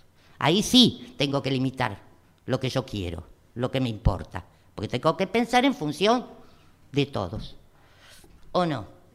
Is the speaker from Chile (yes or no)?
no; Argentina; Soy docente argentina.